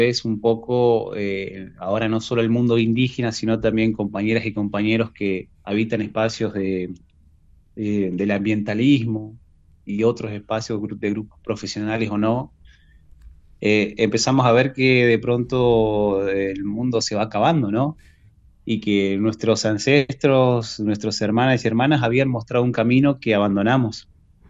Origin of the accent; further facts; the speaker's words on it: Maquinchao, Río Negro, Argentina; yo soy de Maquinchao, de la provincia de Río Negro. Estoy a más de 1000 kilómetros de Buenos Aires.